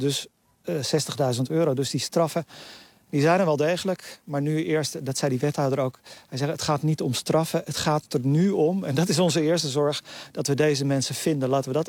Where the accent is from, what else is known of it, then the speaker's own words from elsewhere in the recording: Netherlands; Ja, toen ze hoorden dat ik uit Nederland kwam, werd ik meteen aangeklampt.